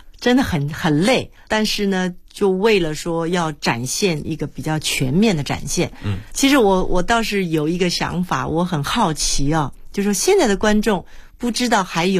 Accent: Taiwan; 当时我不过就是从台湾来的一个女子啊

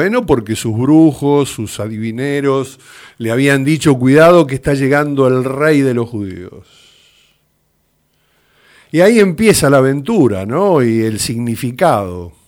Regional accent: Argentina; percibo que somos un colectivo argentino, un grupo humano con una identidad

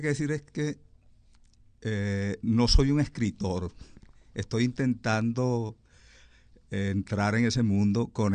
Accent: Delta Amacuro, Venezuela; La experiencia de haber pasado mi infancia en el Delta y parte de mi juventud es absolutamente invalorable.

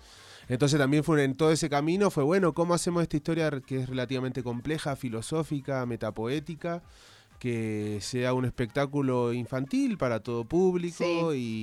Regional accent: Chile; Yo soy chileno, ella es porteña.

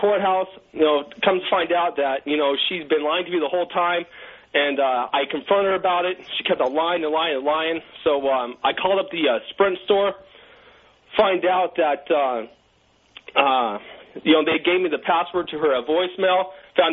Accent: Puyallup, Washington, United States; now in South Korea; because I'm from Puyallup, she's from Fort Angeles.

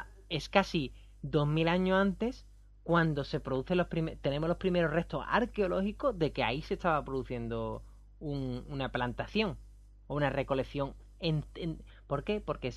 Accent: Rota, Andalusia, Spain; Aquí, por ejemplo, en Rota, en mi pueblo, había un sistema que era el del malleto

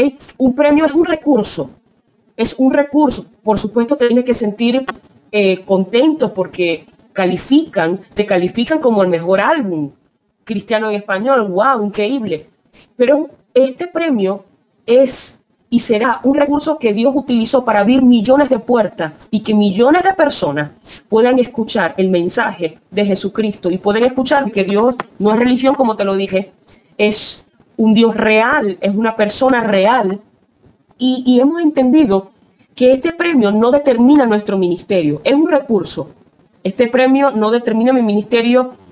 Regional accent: Venezuela; Te cuento que en Venezuela, en mi país, bueno, esto ha sido una gran emoción

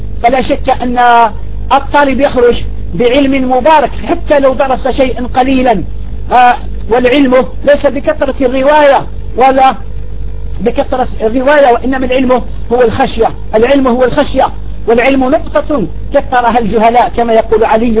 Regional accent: Algeria; فها نحن ندرس هذه الكتب في بلادنا الجزائر والحمد لله

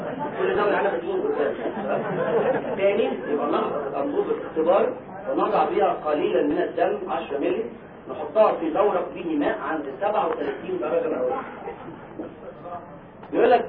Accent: Egypt; إحنا عندنا في مصر يعني بيسألوه السؤال ده

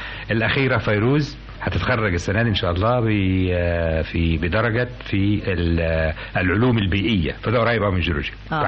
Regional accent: Damietta, Damietta Governorate, Egypt; also born or lived in Zagazig / Cairo; بقيت مصري مشكل. يعني اتولدت في الزقازيق، ربيت في دمياط، وعشنا في القاهره، وبعدين اشتغلت في اسيوط. معناها انني جبت الجمهوريه كلها، فانا حد يقول لي انت منين، اقول من مصر كلها.

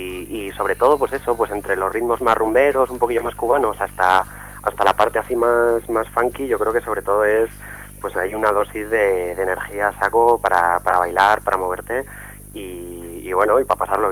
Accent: Zaragoza, Aragon, Spain; yo además que soy de Zaragoza, pues las ganas de tocar ahí son locas, vaya.

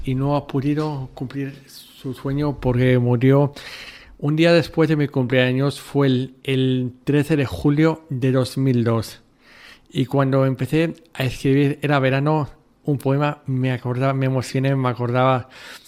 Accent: Madrid, Community of Madrid, Spain; De pequeño yo vivía en Madrid con mis padres y venía el mes de julio a casa de mis abuelos en Salamanca.

